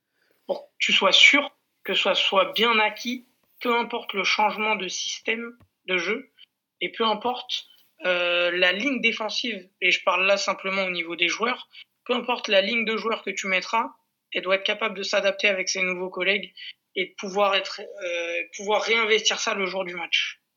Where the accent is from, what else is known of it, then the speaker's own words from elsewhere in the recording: Corsica, France; Moi je suis d'origine corse. Je suis originaire de la région de la Castaniche.